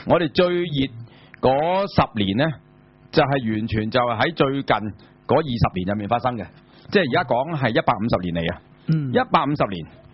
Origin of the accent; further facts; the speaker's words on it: Hong Kong; 不過我哋香港人唔叫玉米，我哋香港人叫咩啊？